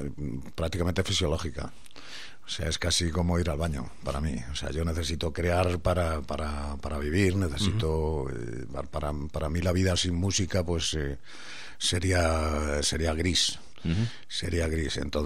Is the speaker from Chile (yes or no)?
no; Galicia, Spain; Parece que yo soy granaíno, pero no, soy gallego